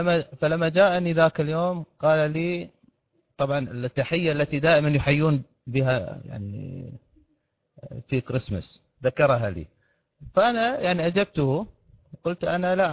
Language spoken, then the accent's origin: Arabic; Kuwait; هناك متجر كبير عندنا في الكويت.